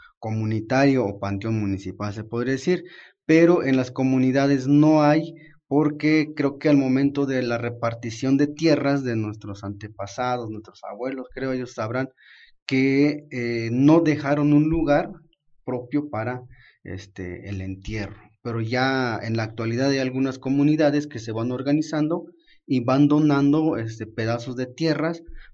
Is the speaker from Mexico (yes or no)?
yes; Tenejapa, Chiapas, Mexico; es un gusto estar con ustedes compartiendo un poco de la tradición de mi pueblo de Tenejapa.